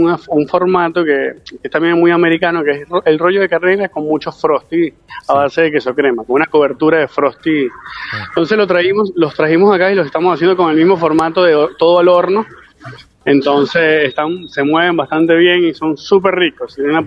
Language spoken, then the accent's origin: Spanish; Venezuela; moved away; Soy de Venezuela, correcto, sí.